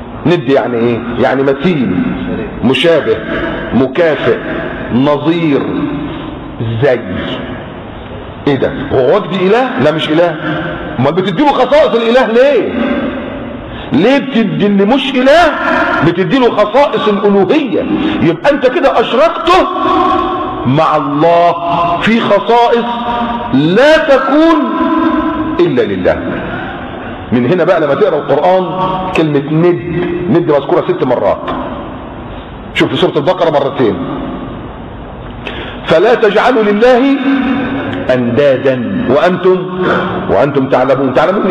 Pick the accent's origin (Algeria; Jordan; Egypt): Egypt; عندنا في مصر كاتبين كده على الضريح بتاع الحسين